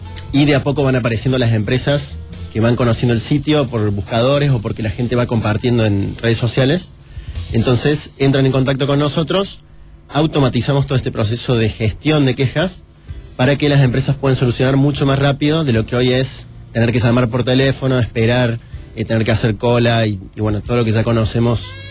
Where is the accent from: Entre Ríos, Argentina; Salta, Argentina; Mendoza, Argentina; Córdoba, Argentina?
Córdoba, Argentina; Yo soy de Córdoba.